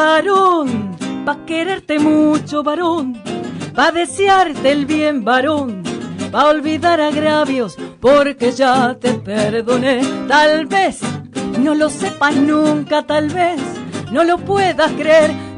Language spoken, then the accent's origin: Spanish; Buenos Aires, Argentina; Bueno, nosotros somos de Capital.